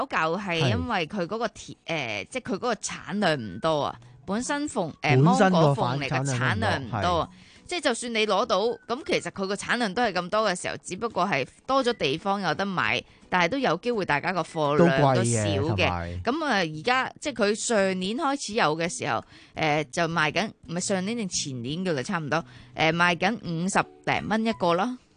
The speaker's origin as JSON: {"language": "Cantonese", "country": "Hong Kong"}